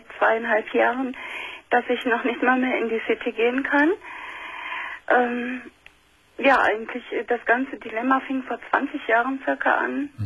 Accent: Düsseldorf, North Rhine-Westphalia, Germany; Ich bin in Düsseldorf aufgewachsen.

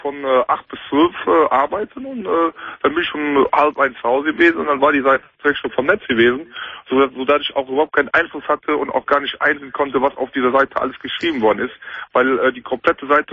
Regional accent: Cologne, North Rhine-Westphalia, Germany; Ich bin Kölner durch und durch.

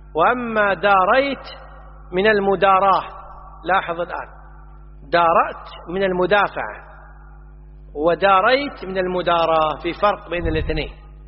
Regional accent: Kuwait; وإحنا عندنا في الكويت يستهلون الهمز

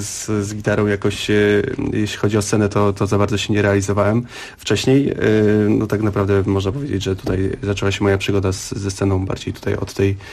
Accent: Tokarnia, Lesser Poland, Poland; A ja jestem z Tokarni. To jest miejscowość, która znajduje się zaraz obok Skomielnej Czarnej.

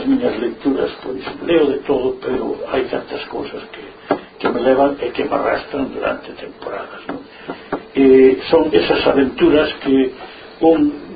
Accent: Galicia, Spain; Como somos galegos

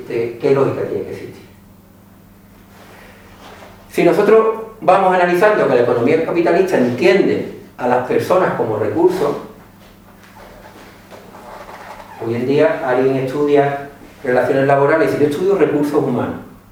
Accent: Andalusia, Spain; aquí somos todos cercanos al centro del mundo de Morón, todos somos andaluces.

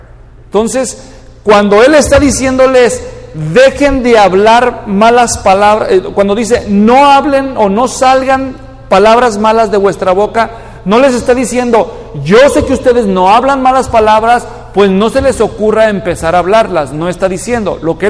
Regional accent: Mexico; porque yo nací y crecí en México.

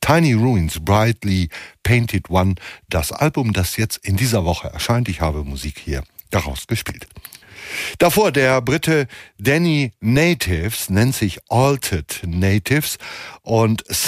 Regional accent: Hamm, North Rhine-Westphalia, Germany; verkaufte irgendwelche Schriften, die in meiner Heimatstadt Hamm aber nicht so sonderlich zahlreich verkauft werden konnten

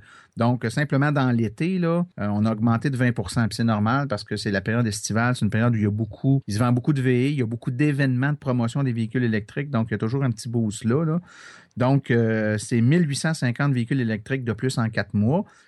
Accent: Quebec, Canada; des véhicules électriques du Canada qui sont ici, chez nous, au Québec

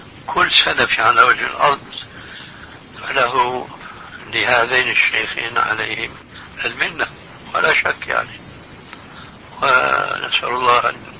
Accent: Syria; وكان له محل في منطقة اسمها عندنا في سوريا حريقة

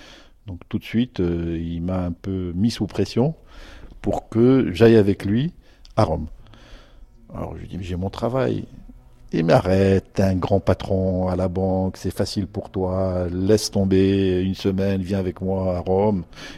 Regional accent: Morocco; moved away as an adult; j'ai quitté le Maroc à l'âge de 20 ans.

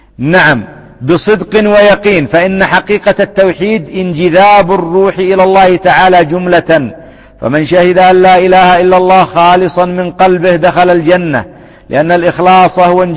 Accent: Yemen; أضرب لكم مثال، عندنا في اليمن يعني مثال تقريبي

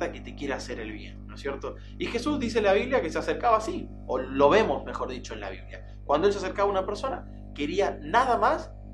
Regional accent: Buenos Aires, Argentina; los que somos de Buenos Aires, nos caracterizamos por ser un cachín desconfiados, un poquito. Es como que si sos de una gran ciudad

